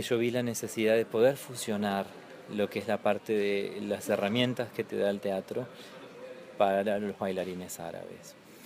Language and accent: Spanish; Comodoro Rivadavia, Chubut, Argentina; born or raised there